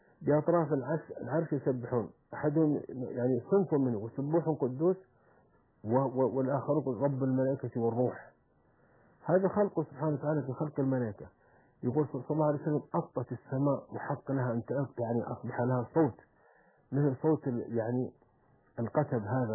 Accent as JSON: {"language": "Arabic", "country": "Saudi Arabia", "said": "عندنا في السعودية"}